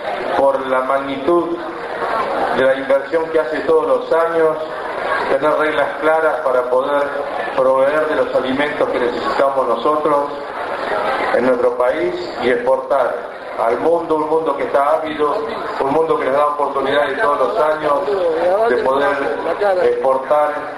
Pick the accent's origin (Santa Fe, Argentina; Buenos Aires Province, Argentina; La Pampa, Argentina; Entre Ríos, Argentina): Buenos Aires Province, Argentina; Bonifacio; Yo vengo del Bonifacio, partido de Guaminí, y sé que parte de nuestra agua